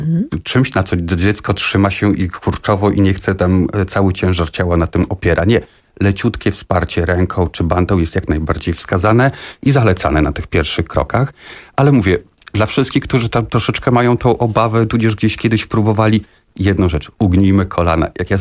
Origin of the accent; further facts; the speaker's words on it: Warsaw, Masovian Voivodeship, Poland; No, od małego tak naprawdę. Zaczynałem tutaj u nas na Torwarze, tak, Stegny, więc to od małego, odkąd pamiętam tak naprawdę.